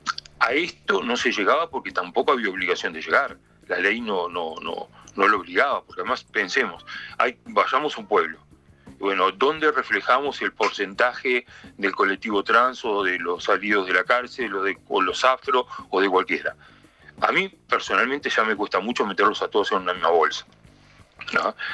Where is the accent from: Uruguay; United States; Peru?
Uruguay; Yo como uruguayo prefiero no escucharlo ni verlo